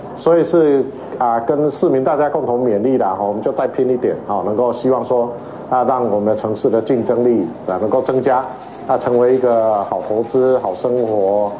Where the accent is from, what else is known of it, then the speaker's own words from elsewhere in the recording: Kaohsiung, Taiwan; 高雄是我的故乡，好，是我一辈子唯一的选择，好，我也以高雄人为荣